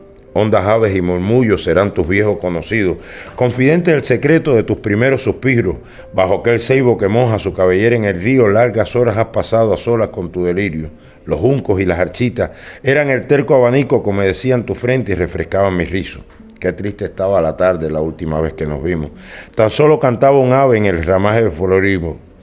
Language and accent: Spanish; Cuba; Soy cubano